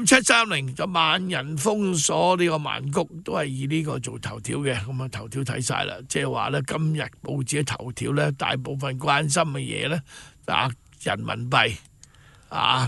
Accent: China; 我作为一个中国人咧，我好骄傲咁行出去国外咧

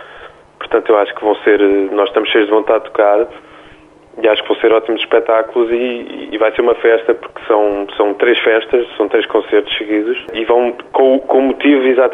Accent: Lisbon, Portugal; porque somos de Lisboa

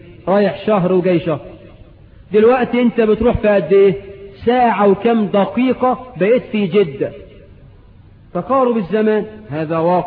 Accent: Egypt; وعندنا في مصر كتير بقى،

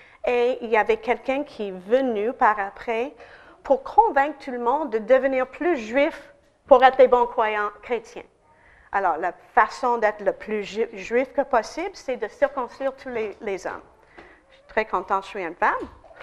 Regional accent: United States; French is a second language; Alors, en tant qu'Américaine, je ne me sens pas étrangère.

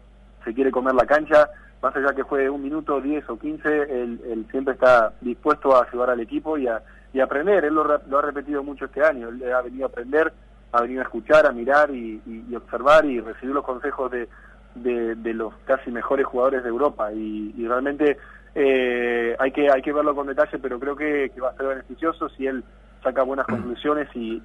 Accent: Santa Fe, Argentina; ha crecido en el club de regatas de Santa Fe, que es el club donde yo nací y comencé a los 4 años a jugar ya al básquet

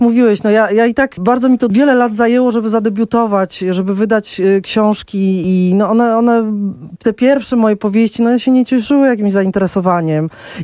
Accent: Warsaw, Masovian Voivodeship, Poland; Ja się wychowywałam na Gocławiu, który był osiedlem w trakcie budowy, gdzie nie było naprawdę skrawka zieleni

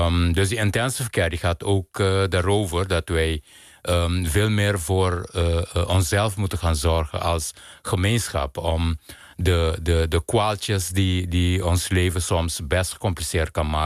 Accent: Curaçao; ik ben op Curaçao geboren en opgegroeid, waar kleur gewoon een heel bepalend element is in je dagelijks leven.

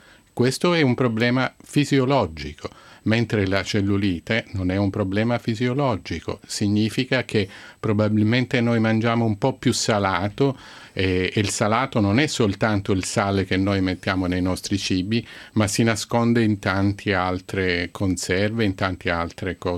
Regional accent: Sicily, Italy; Io vengo dalla Sicilia e poi oggi ho portato un bellissimo sole qui a Milano.

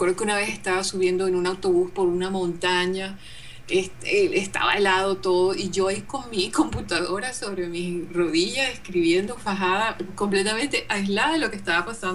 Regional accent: Venezuela; moved away as an adult; yo me fui de Venezuela por razones políticas.

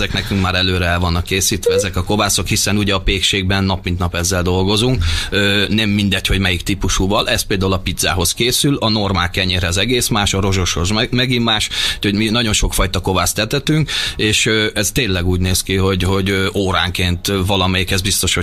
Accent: Hungary; Most is ugye magyarként, hogy a hotelba kellett egy vízforralóba főznöm gyakorlatilag a spárgát

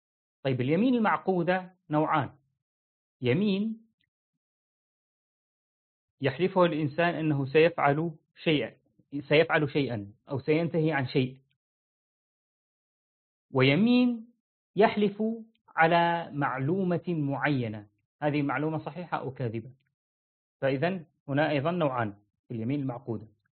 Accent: Syria; ولسه في عندنا في سوريا في عرف هكذا عند الناس

